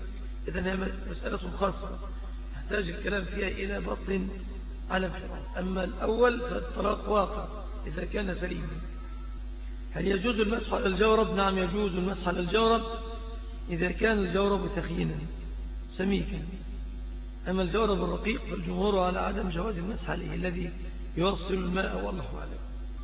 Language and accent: Arabic; Egypt; الذي عم وطغى في بلادنا مصر